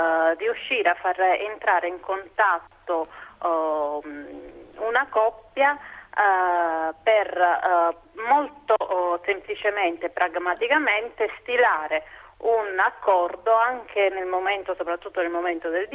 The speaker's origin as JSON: {"language": "Italian", "town": "Naples", "region": "Campania", "country": "Italy", "said": "Io poi tra l'altro sono napoletana, quindi la sento appieno questa cosa."}